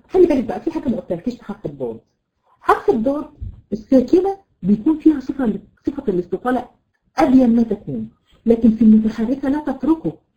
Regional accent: Egypt; عندنا في مصر عندنا مشكله جامده جدا. بيحبوا ايه؟ يحطوا الضاد ضاء

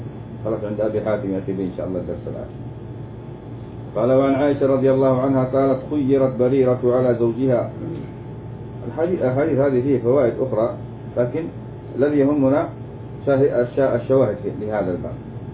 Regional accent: Yemen; وهذا عندنا في اليمن يقولوا إيش ما نزوج مرجيس

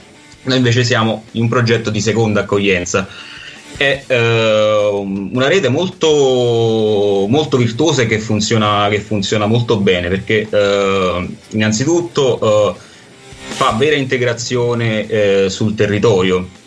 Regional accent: Caserta, Campania, Italy; lo sapete, vengo... sono di Caserta

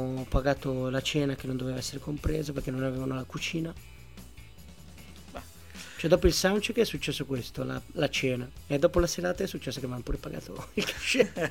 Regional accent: Milan, Lombardy, Italy; ed ero a Dublino e io vengo da Milano

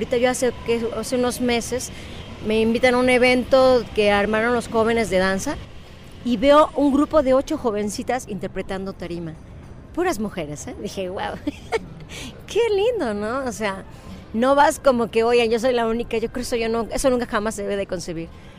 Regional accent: Tixla, Guerrero, Mexico; No, es que somos de Tixla, entonces ¿por qué traen un arpa? No, pues es que en toda la República tenemos, es maravilloso nuestro país porque hay arpas en 20 estados, ¿no? No nomás aquí en Guerrero

